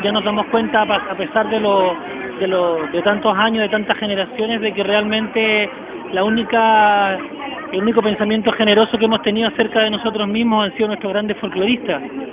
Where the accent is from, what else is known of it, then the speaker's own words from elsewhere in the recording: Chile; como chilenos compartimos.